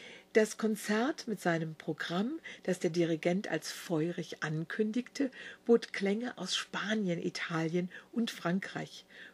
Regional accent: Wiesbaden, Hesse, Germany; fahren Sie mal nach Wiesbaden, so oder so. Und das ist meine Heimatstadt, meine Stadt, in der ich geboren wurde

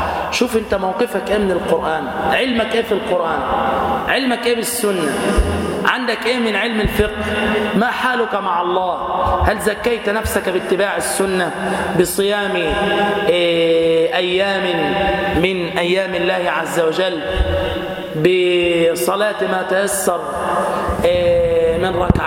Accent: Damietta, Damietta Governorate, Egypt; يعني مثلا عندنا في دمياط ما شاء الله أكابر

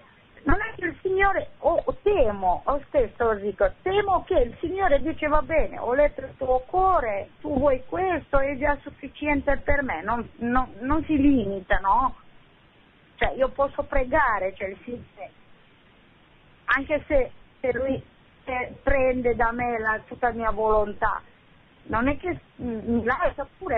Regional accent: Romania; now in Bologna, Italy; io sono romena

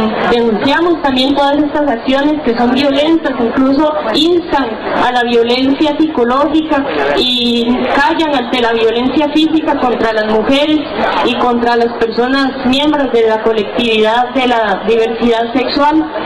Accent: Costa Rica; Bueno, darles un saludo desde Costa Rica.

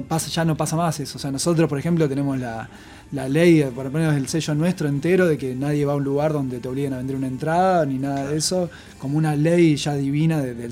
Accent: Pergamino, Buenos Aires Province, Argentina; que nosotros somos de Pergamino y se vino de allá

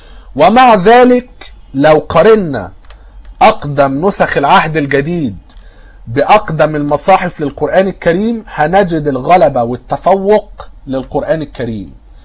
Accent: Egypt; وكنت قلت ان عندنا في مصر

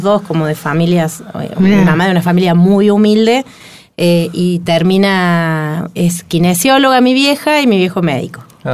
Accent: James Craig, Córdoba, Argentina; Entonces James Craig es mi pueblo, que es donde me crié, donde pasé toda mi infancia.

